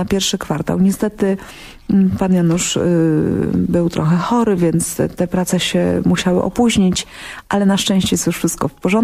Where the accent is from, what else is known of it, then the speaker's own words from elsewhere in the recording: Pomeranian Voivodeship, Poland; bo jestem Kaszubką i tam jest bardzo podobnie